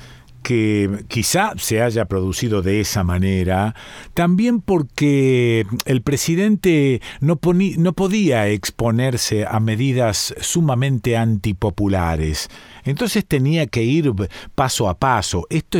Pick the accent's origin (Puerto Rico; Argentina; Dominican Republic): Argentina; A la luz de cómo somos los argentinos